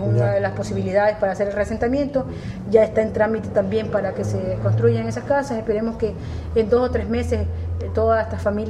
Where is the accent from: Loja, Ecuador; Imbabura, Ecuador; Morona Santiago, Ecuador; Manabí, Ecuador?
Manabí, Ecuador; Chone; soy una representante de mi cantón, soy una representante de la gente de mi tierra y tengo esa responsabilidad sobre mis hombres, y hasta el último día que yo esté en la concejalía pues estaré trabajando por Chone